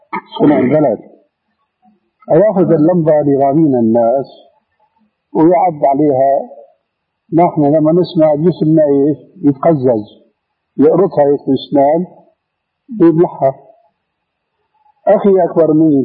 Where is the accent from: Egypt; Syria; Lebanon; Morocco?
Syria; Damascus, Damascus Governorate; في ناس عندنا في دمشق يعمل حلقه